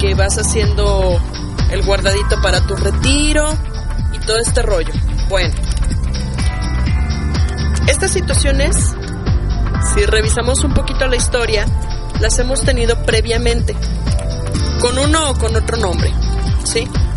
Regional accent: Mexico; es importante que tengamos memoria como ciudadanos, como mexicanos

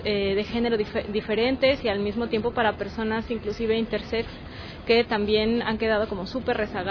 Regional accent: Mexico; tengo 28 años, vengo de México

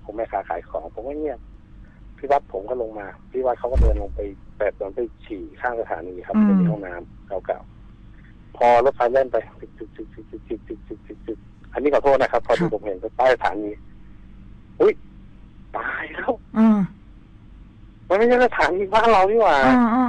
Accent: Chachoengsao, Thailand; ตอนนี้ผมอายุ35ปีครับผมเป็นคนฉะเชิงเทราโดยกำเนิดนะฮะ

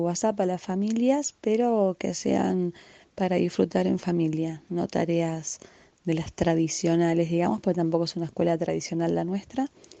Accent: Casa Grande, Córdoba, Argentina; de Casa Grande, compañera de Radio Roja y soy docente de primer grado de la escuela Tocaya La Semilla, que está en La Falda.

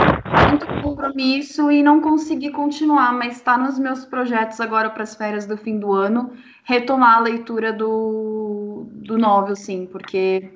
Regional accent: São Paulo, Brazil; eu sou de São Paulo e eu tô no mundo BL

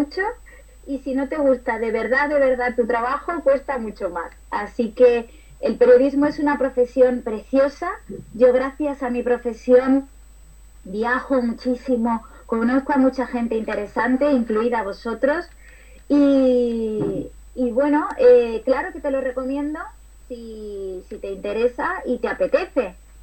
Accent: Andújar, Andalusia, Spain; cuando tenía 15 años, sí que pude empezar a trabajar en la radio de Andújar, de mi pueblo

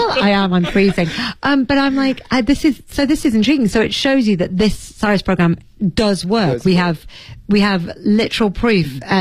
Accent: England, United Kingdom; I'm English, so I think that.

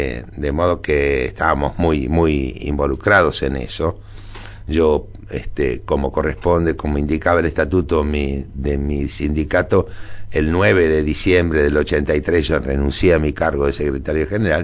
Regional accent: Dock Sud, Buenos Aires Province, Argentina; Porque yo me mudé, yo soy del Dock Sur. El día que cumplí 13 años me mudé al barrio de River.

